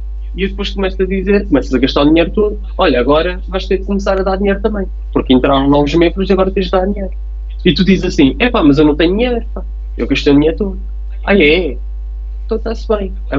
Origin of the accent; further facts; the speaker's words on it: Portugal; nós estamos a cair na esparrela de sermos europeus e não portugueses. Hoje em dia somos primeiro europeus e depois é que somos portugueses.